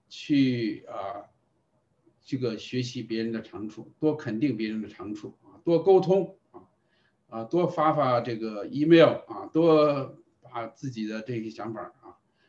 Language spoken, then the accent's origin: Chinese; China; 所以我们中国人特点就是单打独斗啊